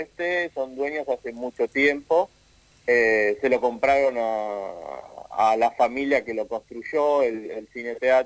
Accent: Bahía Blanca, Buenos Aires Province, Argentina; yo soy incluso de Bahía Blanca, soy del sur de Buenos Aires.

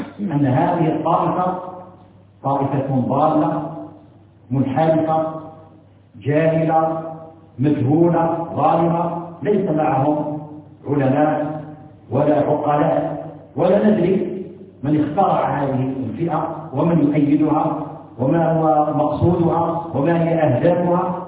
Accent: Algeria; وإن ما تتمتع به بلدنا الجزائر على ما فيها من شيء من الانحراف

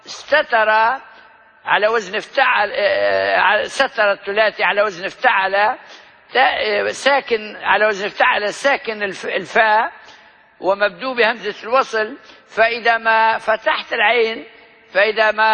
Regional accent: Libya; accent: Libyan; استعمال لغوي معروف عندنا في لهجتنا الليبية

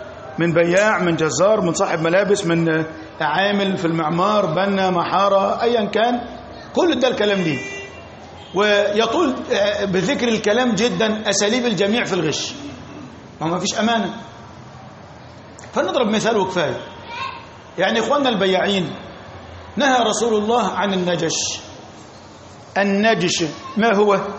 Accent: Egypt; احنا عندنا في مصر مثلا

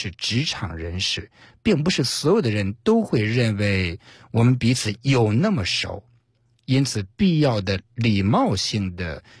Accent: China; 其实类似的事儿呢，我们中国人的传统的问候语相对来说比较简单

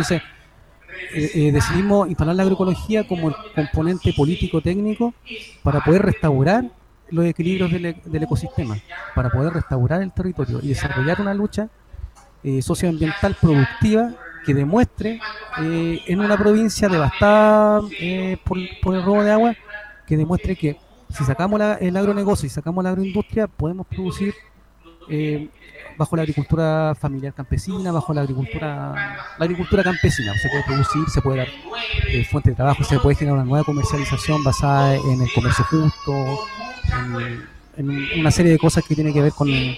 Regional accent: Chincolco, Valparaíso, Chile; yo soy de Chincolco

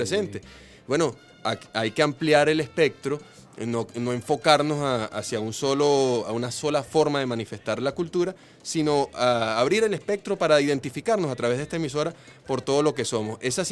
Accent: Caracas, Capital District, Venezuela; como somos nosotros los caraqueños

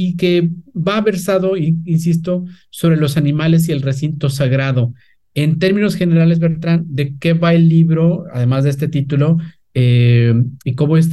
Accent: Mexico; born there; uno como mexicano nacido en México

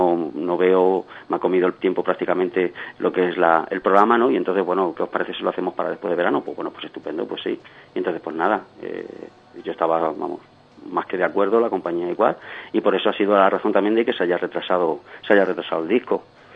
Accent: Madrid, Community of Madrid, Spain; nosotros somos de Madrid

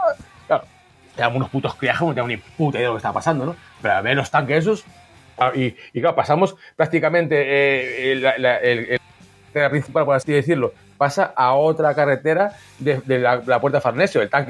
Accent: Valladolid, Castile and León, Spain; born there; más que nada porque como nací en Valladolid

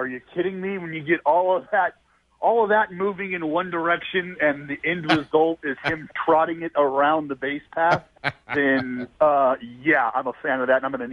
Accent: Stockton, California, United States; I come from Stockton, and I'll leave it at that.

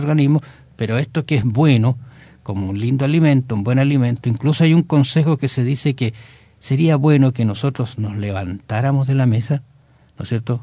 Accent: Osorno, Los Lagos, Chile; born there; una ciudad donde nací, en Osorno, al sur de Chile.

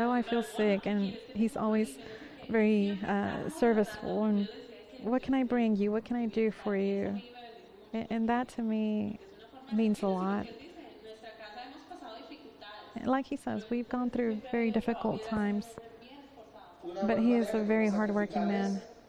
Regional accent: New York, United States; Me, I was raised in New York. I come from the world, from the street.

